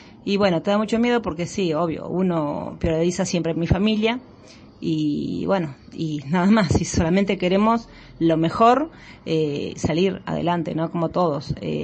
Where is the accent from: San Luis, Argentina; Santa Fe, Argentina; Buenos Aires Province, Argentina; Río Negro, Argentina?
Buenos Aires Province, Argentina; Cañuelas; born there; yo soy nacida acá en Cañuelas, como mi socia también